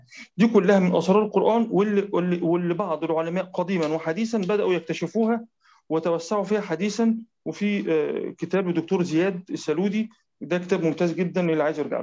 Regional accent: Egypt; حتى عندنا في مصر في الساعه 9 بتوقيت القاهره

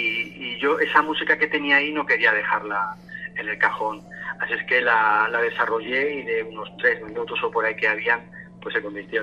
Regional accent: Region of Murcia, Spain; yo veía que en la región de Murcia, de donde yo soy, no había ningún programa dedicado a eso.

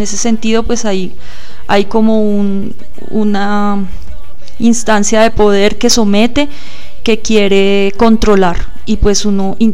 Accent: Bogotá, Colombia; nosotros no somos de Huasca, somos de Bogotá. Irse a vivir a Huasca

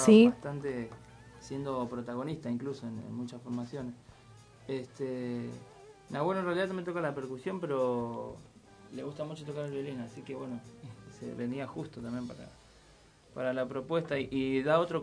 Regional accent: Monte Grande, Uruguay; yo soy de Monte Grande, acá en zona sur.

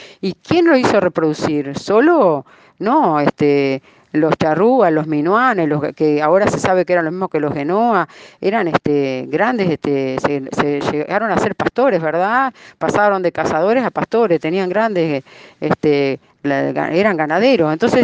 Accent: Uruguay; Esta identidad que tenemos también como uruguayos

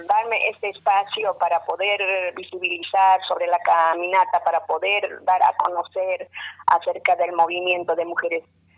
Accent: Peru; first language Aymara; Spanish is a second language; now in Argentina; yo soy de Perú, con ciudadanía argentina, y yo soy de cultura de la nación aymara. Yo hablo mi lengua madre, que es el aymara, y … perdón que no me he presentado … Así que yo radico en esta bella ciudad hace más de 21 años

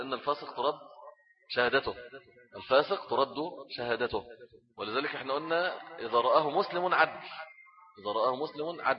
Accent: Egypt; وفي الغالب عندنا في مصر دايما اتفق علم الايه الفلك مع الرؤية البصرية دايما

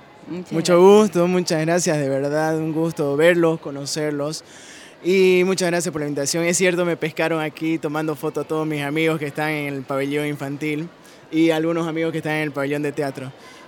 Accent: Camiri, Santa Cruz, Bolivia; como yo vengo de Camiri, en Camiri a nosotros enseñan mucho sobre la Guerra del Chaco.

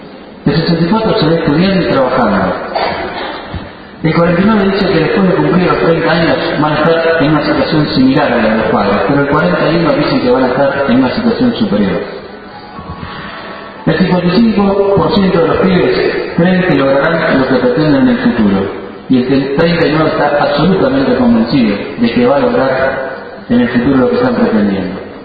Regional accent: Argentina; los argentinos hasta cantamos el himno con mucho más orgullo y mucha más pasión por la patria y por lo que sentimos como argentinos.

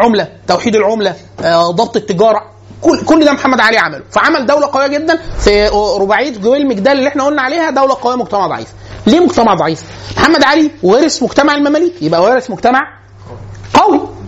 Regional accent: Egypt; حاله من البذخ عندنا في مصر معانا فلوس كتير جدا

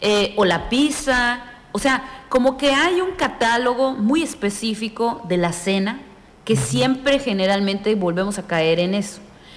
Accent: Mexico; nosotros como buenos mexicanos, pues tenemos costumbres muy arraigadas

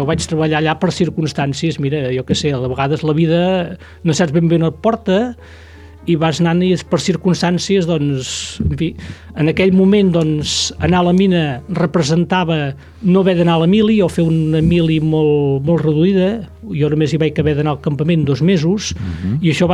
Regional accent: Sallent, Catalonia, Spain; som d'aquí de tota la vida

